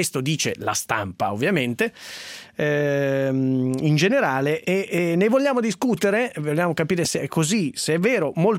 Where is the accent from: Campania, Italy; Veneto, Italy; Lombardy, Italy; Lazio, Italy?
Lombardy, Italy; Piateda; Sì, ma ho fatto l'infanzia a Piateda, frequento Tresivio.